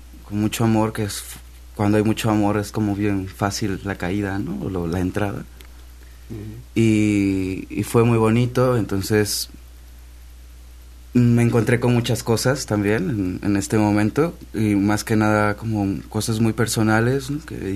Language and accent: Spanish; Pacho Viejo, Veracruz, Mexico; Sí, bueno, de un pueblo que se llama Pacho Viejo, cerca